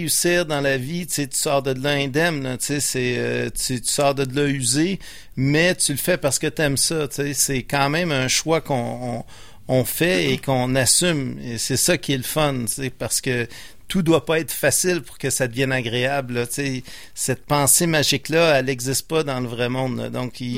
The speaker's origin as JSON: {"language": "French", "town": "Repentigny", "region": "Quebec", "country": "Canada", "said": "j'ai été au collège Repentigny. Je viens de Repentigny."}